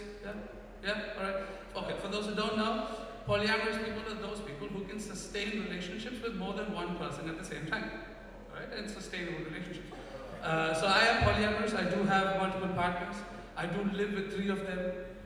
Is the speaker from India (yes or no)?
yes; India; because I'm from India and silence is gold.